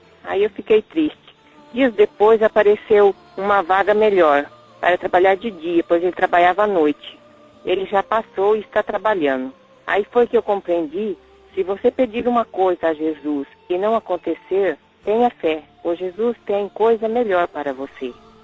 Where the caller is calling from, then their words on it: Paraná, Brazil; sou de Florestop, no Paraná. Escuto pela rádio Florestop.